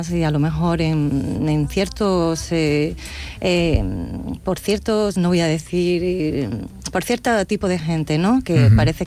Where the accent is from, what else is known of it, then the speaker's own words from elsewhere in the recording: Cádiz, Andalusia, Spain; Sí, exactamente. Soy muy gaditana.